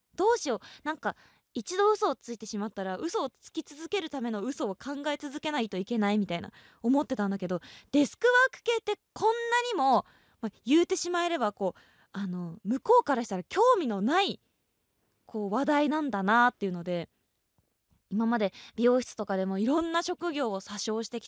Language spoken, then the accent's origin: Japanese; Tokyo, Japan; どこから来たんですかまではなんか私も意気揚々と、あ東京なんですみたいな、